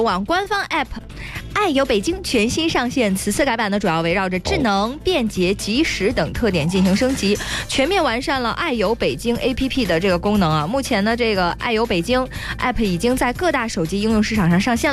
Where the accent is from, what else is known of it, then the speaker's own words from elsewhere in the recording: Heilongjiang, China; 我的老家。